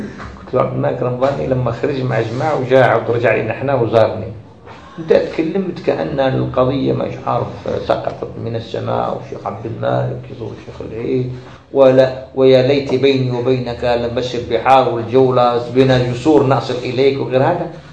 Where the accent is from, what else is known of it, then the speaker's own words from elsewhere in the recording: Algeria; عندنا في الجزائر